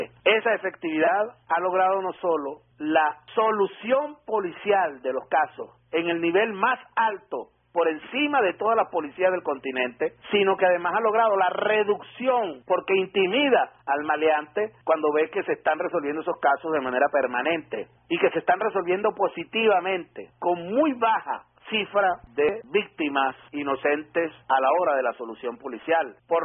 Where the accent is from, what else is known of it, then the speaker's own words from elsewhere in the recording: Venezuela; Infinitamente, como venezolano, agradecido, como debemos estarlo todos.